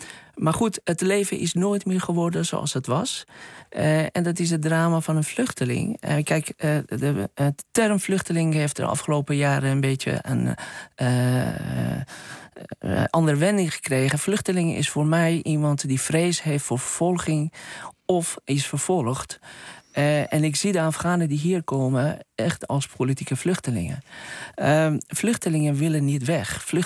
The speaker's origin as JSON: {"language": "Dutch", "town": "Karaj", "region": "Alborz", "country": "Iran", "tie": "born or raised there", "said": "Hij was de officier van justitie van de stad, Karaj, waar ik ben geboren en getogen."}